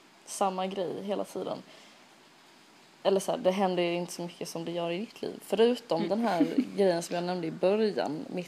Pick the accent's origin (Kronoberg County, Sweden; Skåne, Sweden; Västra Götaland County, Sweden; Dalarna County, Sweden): Skåne, Sweden; Lund; Jag kommer från Lund